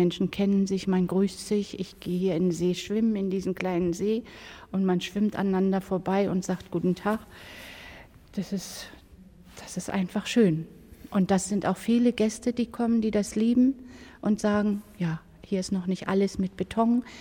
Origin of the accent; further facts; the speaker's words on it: Brandenburg, Germany; ich bin ja nun eben hier groß geworden in der DDR.